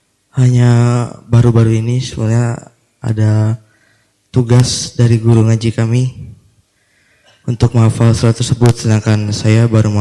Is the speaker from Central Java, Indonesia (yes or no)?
yes; Brebes, Central Java, Indonesia; now in Bandung, Indonesia